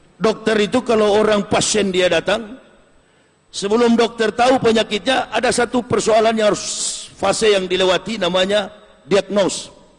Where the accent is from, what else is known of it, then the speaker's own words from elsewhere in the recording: Java, Indonesia; Kalau kita orang Jawa bilang kolor.